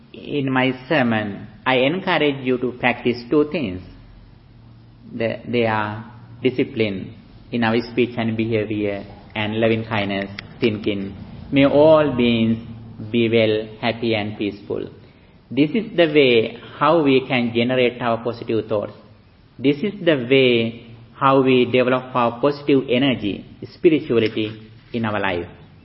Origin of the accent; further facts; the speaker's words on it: Sri Lanka; now in United States; monk who is from Sri Lanka, although I am living in USA in these days. I have been living in California for 6 years, but I was born and raised in Sri Lanka.